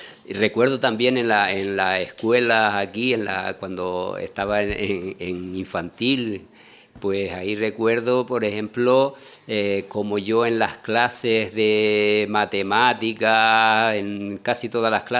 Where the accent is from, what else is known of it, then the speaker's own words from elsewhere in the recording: La Palma, Canary Islands, Spain; born there; yo nací en La Palma. Mi padre era de La Palma, mi madre era de Lanzarote.